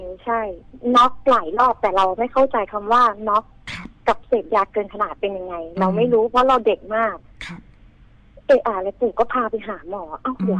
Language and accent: Thai; Bangkok, Thailand; moved away; ก่อนหน้าที่จะย้ายมาอยู่เลยต่างจังหวัดเนี่ยคือเป็นคนกรุงเทพเป็นพื้นเพเป็นคนกรุงเทพเลย